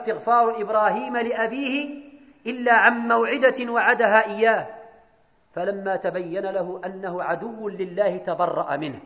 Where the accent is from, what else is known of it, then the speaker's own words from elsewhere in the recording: Morocco; أن يجنب بلدنا المغرب ملكا وشعبا